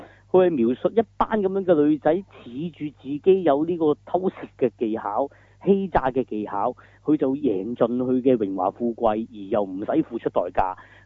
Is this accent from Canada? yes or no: no; Hong Kong; 如果我哋香港人見，就更加真係，我覺得幾趕客嘅